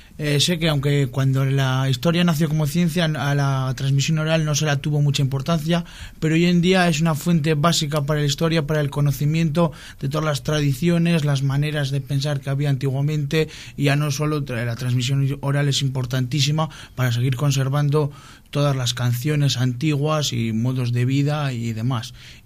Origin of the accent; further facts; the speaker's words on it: Cantabria, Spain; siempre cuento las cosas sobre mi pueblo, sobre Cantabria, como no